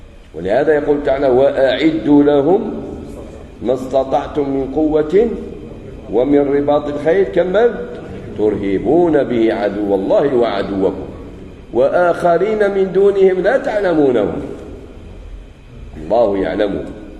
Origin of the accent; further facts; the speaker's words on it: Algeria; من الأشياء الجميلة في بلادنا الجزائر عندنا التجنيد الإجباري